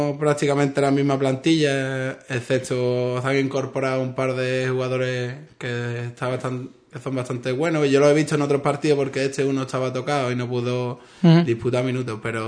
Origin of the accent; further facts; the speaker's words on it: Ubrique, Andalusia, Spain; pero se podría llamar Ubrique, porque la mayoría somos de Ubrique